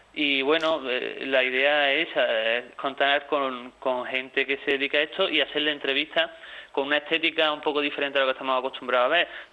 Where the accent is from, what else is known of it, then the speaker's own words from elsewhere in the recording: Andalusia, Spain; accent: Andalusian; Luego en el acento se puede deducir de la presentadora que somos un poco andaluces